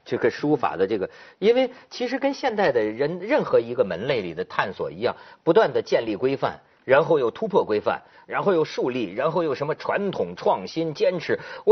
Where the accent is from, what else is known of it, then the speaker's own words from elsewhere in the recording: China; 就是咱们是中国人，咱们的祖宗几千年从甲骨文到金文